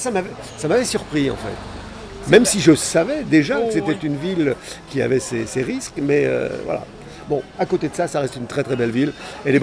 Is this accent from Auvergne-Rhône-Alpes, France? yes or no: no; Pays de la Loire, France; je suis originaire de la Mayenne, comme Alfred Jarry, de la même ville